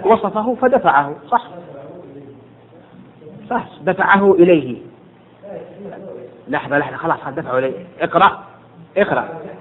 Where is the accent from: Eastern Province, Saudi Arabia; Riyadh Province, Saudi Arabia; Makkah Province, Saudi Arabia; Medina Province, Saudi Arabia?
Makkah Province, Saudi Arabia; Jeddah; ولو وجدها في حي الصخة عندنا في جدة